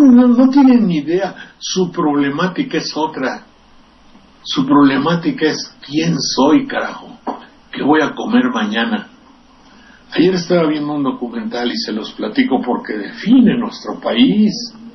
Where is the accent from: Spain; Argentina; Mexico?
Mexico; San Andrés Tlalnelhuayocan, Veracruz; de San Andrés Tlalnehuayocan, de mi tierra, preguntando